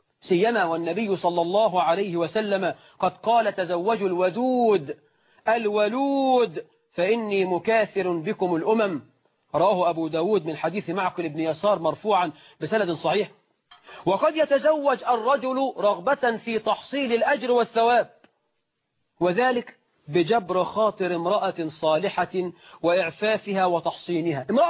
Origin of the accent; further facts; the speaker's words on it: Egypt; احنا في الريف عندنا في مصر وفي الصعيد